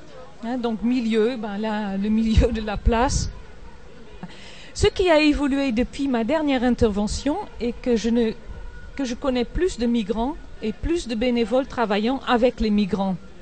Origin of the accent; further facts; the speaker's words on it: Netherlands; French is a second language; Je suis des Pays-Bas, donc je connais le sujet de l'eau.